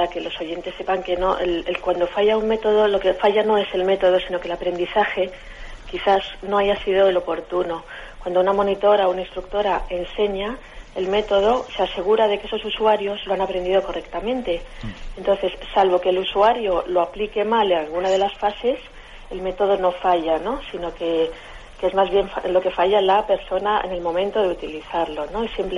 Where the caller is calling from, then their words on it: Madrid, Community of Madrid, Spain; de Madrid.